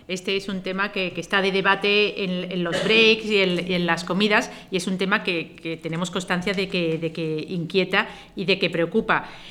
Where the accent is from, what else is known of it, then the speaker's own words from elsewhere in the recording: Andalusia, Spain; Pero yo soy andaluza, es que en Andalucía ahora mismo